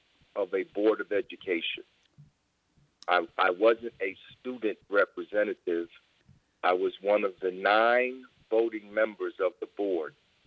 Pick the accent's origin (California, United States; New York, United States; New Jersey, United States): New Jersey, United States; Newark; also born or lived in Washington, D.C.; So although I was born in Washington, D.C., I grew up and became an adult while I was living in Newark, New Jersey.